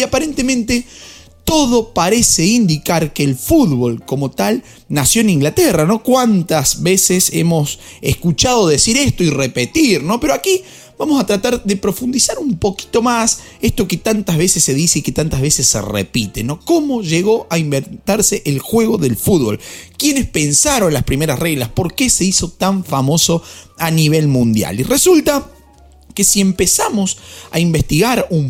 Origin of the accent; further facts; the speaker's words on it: Argentina; como argentino y tan pasional que son los argentinos y que somos los argentinos con el fútbol